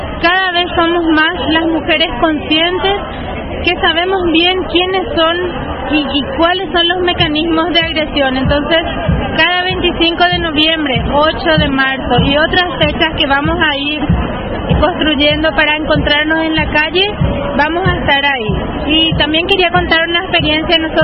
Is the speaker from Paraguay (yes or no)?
yes; Paraguay; yo soy de Paraguay.